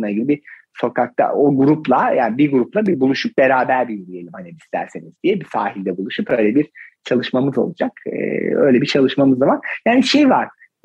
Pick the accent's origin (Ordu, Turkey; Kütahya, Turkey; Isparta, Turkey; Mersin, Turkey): Ordu, Turkey; Mesela yakın zamanda Ordu'ya gitmiştim. Dedim ki arkadaşlar bakın bu oradan şimdi işte bizim köyümüze gidenler, ben normalde oralıyım